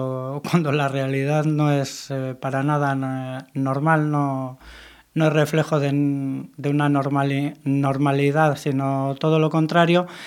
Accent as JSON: {"language": "Spanish", "town": "Mundaka", "region": "Basque Country", "country": "Spain", "lives_now": "Bilbao, Spain", "said": "yo vivo en Bilbao pero soy de Mundaka"}